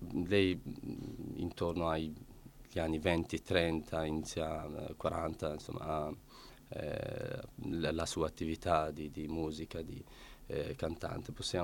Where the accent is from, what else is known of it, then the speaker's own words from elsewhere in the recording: Iraq; Italian is a second language; now in Italy; sia nel paese natio, cioè nel mio paese, l'Iraq, sia qui in Italia